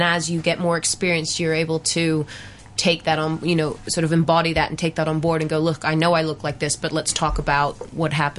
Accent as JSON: {"language": "English", "region": "London", "country": "United Kingdom", "said": "I am from London, but I don't. He took my accent, so I had to change mine."}